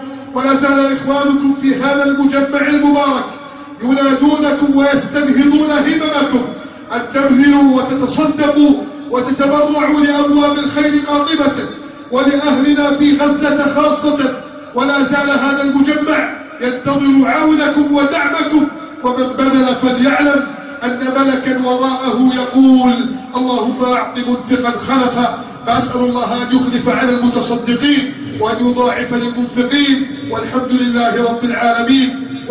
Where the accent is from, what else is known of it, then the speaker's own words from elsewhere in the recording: Egypt; اللهم احف بلدنا مصر من كيد الكائدين وحقد الحاقدين